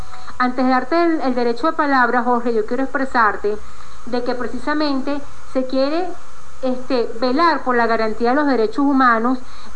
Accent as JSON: {"language": "Spanish", "country": "Venezuela", "said": "Entonces, yo soy esa mujer venezolana"}